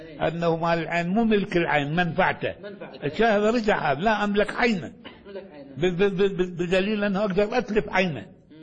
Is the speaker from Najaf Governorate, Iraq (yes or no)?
no; Baghdad, Baghdad Governorate, Iraq; ولذلك كان في عندنا في بغداد